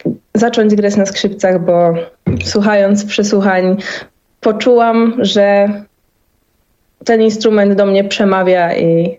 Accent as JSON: {"language": "Polish", "town": "Poznań", "region": "Greater Poland Voivodeship", "country": "Poland", "said": "jako, że pochodzę z Poznania"}